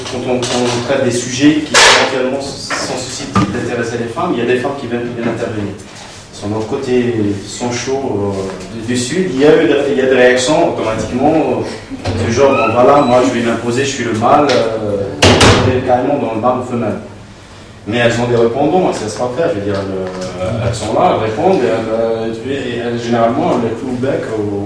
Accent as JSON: {"language": "French", "town": "Oran", "region": "Oran Province", "country": "Algeria", "said": "moi je viens d'une ville de l'Ouest, la capitale de l'Ouest, c'était Oran."}